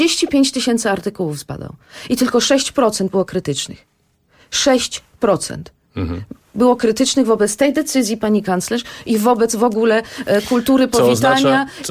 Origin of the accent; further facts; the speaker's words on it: Germany; Ja dorastałam w Niemczech